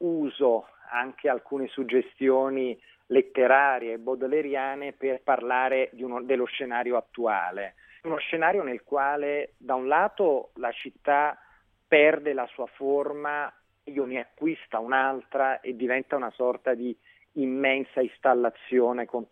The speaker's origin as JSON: {"language": "Italian", "town": "Naples", "region": "Campania", "country": "Italy", "lives_now": "Milan, Italy", "said": "da napoletano trapiantato a Milano"}